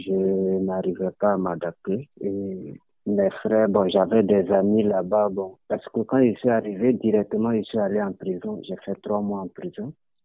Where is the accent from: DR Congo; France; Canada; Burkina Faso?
Burkina Faso; moved away as an adult; now in Greece; Je viens du Burkina Faso.